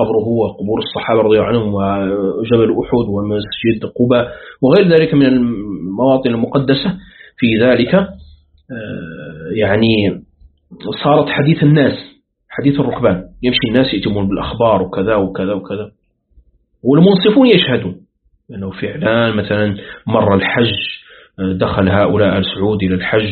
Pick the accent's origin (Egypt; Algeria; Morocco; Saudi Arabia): Morocco; باستثناء بلادنا المغرب الأقصى